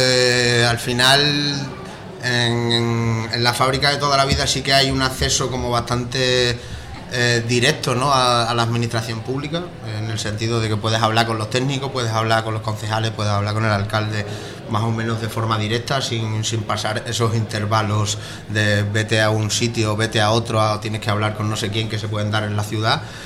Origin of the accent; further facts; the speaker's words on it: Los Santos de Maimona, Extremadura, Spain; yo vengo de Los Santos de Maimona, de la periferia extremeña, pues de la periferia de la periferia.